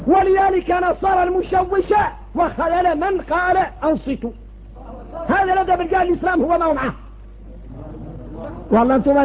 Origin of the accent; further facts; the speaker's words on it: Mauritania; احنا موريتاني الله يسلم عنا.